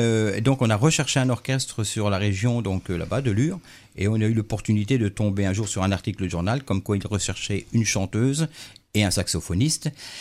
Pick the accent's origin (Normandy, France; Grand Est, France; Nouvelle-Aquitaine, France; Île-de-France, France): Grand Est, France; Joinville; also born or lived in Saint-Dizier; donc je suis né uniquement à Saint-Dizier. Après, je suis venu habiter à Joinville.